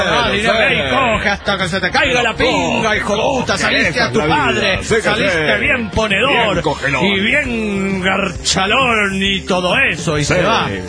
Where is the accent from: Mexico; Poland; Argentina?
Mexico; Mexicali, Baja California; Hola, ¿qué tal? … de Mexicali, México.